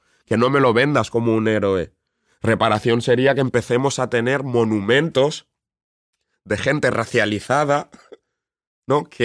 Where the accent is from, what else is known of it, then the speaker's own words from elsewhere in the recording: Spain; no puede ser que yo, siendo español